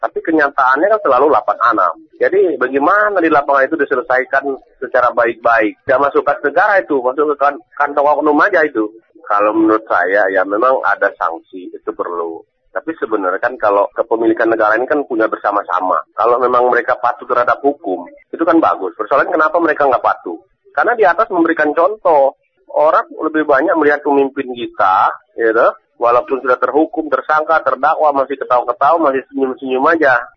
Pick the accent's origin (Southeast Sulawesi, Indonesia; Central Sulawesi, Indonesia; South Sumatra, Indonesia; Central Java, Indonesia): South Sumatra, Indonesia; Lubuklinggau; di kampung saya itu bagus bener, di Lubuk Linggau itu jalan tol